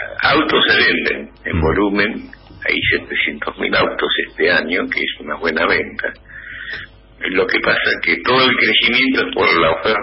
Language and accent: Spanish; Buenos Aires Province, Argentina; Yo soy bonaerense